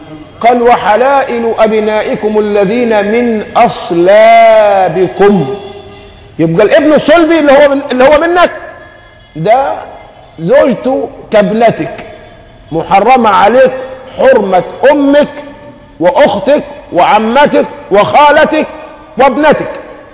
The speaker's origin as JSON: {"language": "Arabic", "country": "Egypt", "said": "هو نحن اليوم ايه اللي يحوجنا كمصريين حتى نصبح أمة واحدة كما كنا من قبل؟"}